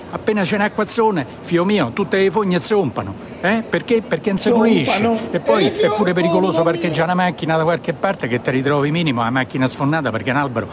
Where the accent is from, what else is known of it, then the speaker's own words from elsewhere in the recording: Rome, Lazio, Italy; E quindi io, da vero romano, gli rispondo.